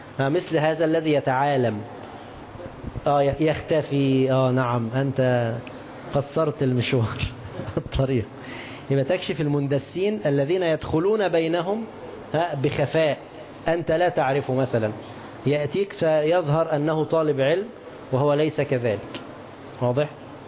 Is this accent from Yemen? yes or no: no; Egypt; تعرفون الجنيه عندنا في مصر